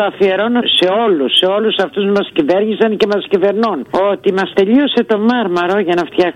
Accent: Patras, Western Greece, Greece; μα την Πάτρα

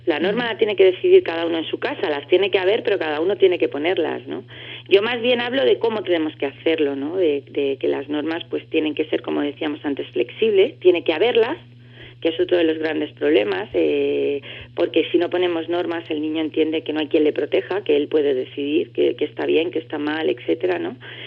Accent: Andalusia, Spain; Soy andaluza yo, sí.

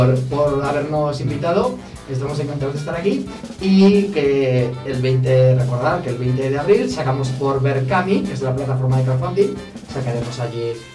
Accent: Ejea de los Caballeros, Aragon, Spain; Somos de Gea de los Caballeros.

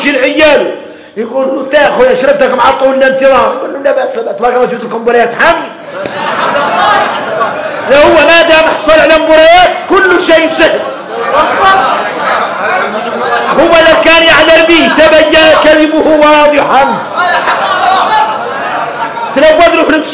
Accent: Mauritania; اي احنا موريتاني حارنا متين العود الاول في قاموس الحسانيه

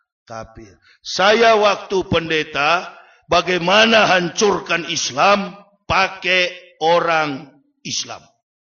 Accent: Manado, North Sulawesi, Indonesia; Saya bukan orang bule. Saya orang Manado. Saya orang Indonesia. Dilahirkan dari keluarga militer. Ayah saya pensiunan Letnan Kolonel … Ibu saya kepala sekolah. Keluarga saya di Manado tadinya Kristen, sekarang sudah Muslim, Pak.

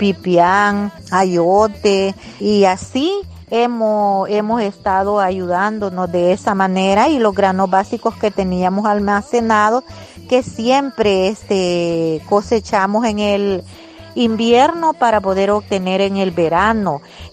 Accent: Izalco, Sonsonate, El Salvador; soy del departamento de Sonsonate y municipio de Izalco.

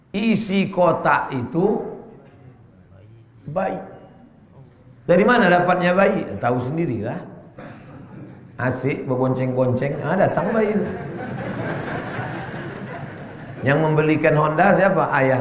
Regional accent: Riau, Indonesia; malu kita orang Riau.

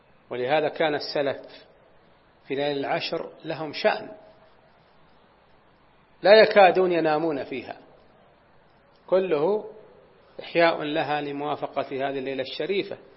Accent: Najd, Saudi Arabia; وكان العوائد عندنا في نجد

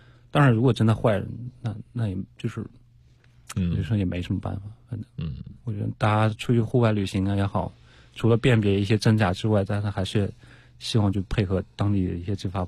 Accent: China; 一直说我是中国人，我是来旅行的

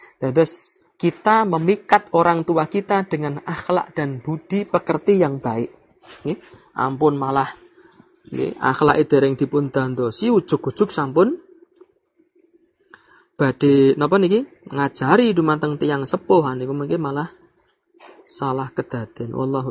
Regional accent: Java, Indonesia; Kula wong Jawa niku mboten saged basa Jawa

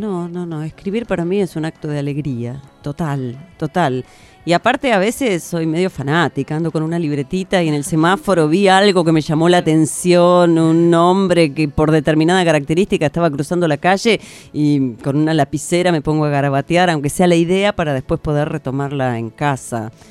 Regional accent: Buenos Aires, Argentina; now in La Plata, Argentina; trabajé mucho en extensión cultural en Buenos Aires, porque yo soy porteña y después me vine a vivir acá a La Plata.

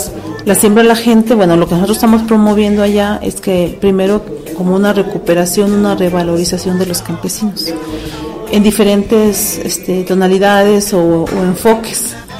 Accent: Mexico; nosotros como mexicanos, ¿no? No campesinos, como mexicanos, no valoramos esa parte

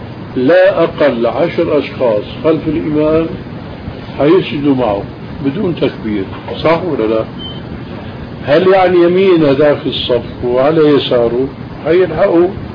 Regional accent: Syria; مثلا عندنا بالشام كان في خرافة

